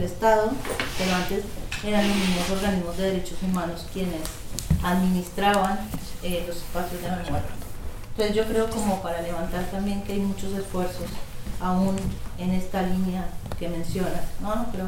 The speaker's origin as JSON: {"language": "Spanish", "country": "Colombia", "moved": "yes", "lives_now": "Argentina", "said": "Yo quería decir algo en relación al tema de Argentina y de mi origen, que yo soy colombiana"}